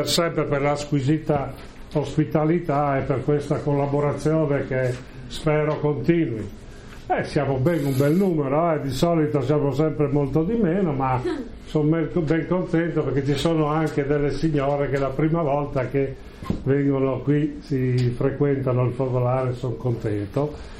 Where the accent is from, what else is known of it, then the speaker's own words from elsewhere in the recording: Friuli-Venezia Giulia, Italy; Allora, visto che siamo friulani, ho detto ma ci vuole il J per portare il cesto